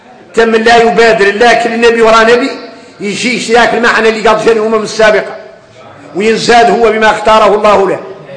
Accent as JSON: {"language": "Arabic", "country": "Mauritania", "said": "وفينا احنا اليوم موريتاني"}